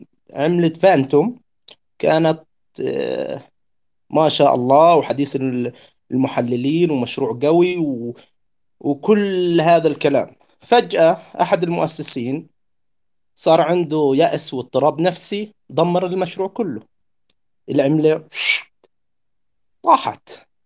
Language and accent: Arabic; Gaza, Gaza Strip, Palestine; انا من غزة.